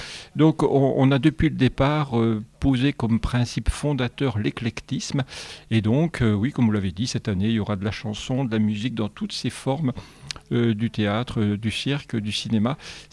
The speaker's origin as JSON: {"language": "French", "town": "Luxeuil-les-Bains", "region": "Bourgogne-Franche-Comté", "country": "France", "said": "moi je suis originaire de Luxeuil-les-Bains"}